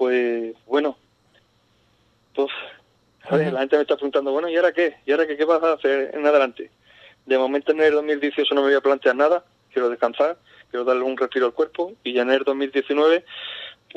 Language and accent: Spanish; Ubrique, Andalusia, Spain; yo me siento ubriqueño. Uh-huh. De donde voy, digo, yo soy de Ubrique. Ya después, sí, la federación me dice que soy andaluz, que soy gaditano, pero yo, donde voy, digo, yo soy de Ubrique.